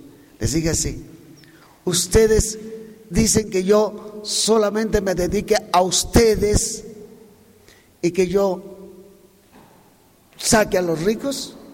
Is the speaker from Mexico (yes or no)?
yes; Mexico; tenemos derecho a organizar nuestra vida como mexicanos